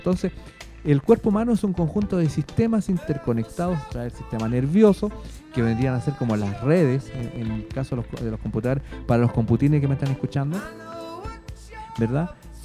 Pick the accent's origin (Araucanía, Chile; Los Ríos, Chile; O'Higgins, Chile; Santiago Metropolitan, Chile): Los Ríos, Chile; Valdivia; yo soy de Valdivia.